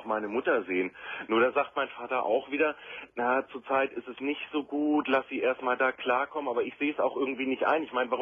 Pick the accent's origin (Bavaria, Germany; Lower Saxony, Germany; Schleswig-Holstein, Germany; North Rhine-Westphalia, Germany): Lower Saxony, Germany; Hanover; wir kommen aus Hannover.